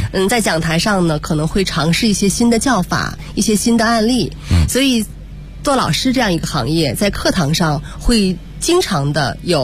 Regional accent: Tianjin, China; 一个是外地的，我是天津人

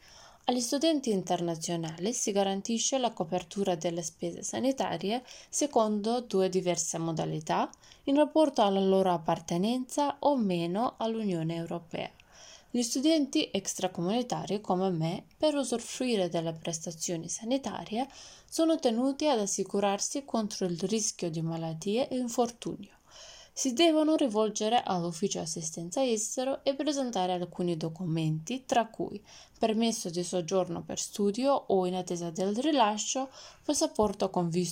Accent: Skopje, North Macedonia; vengo da Skopje, Macedonia del Nord.

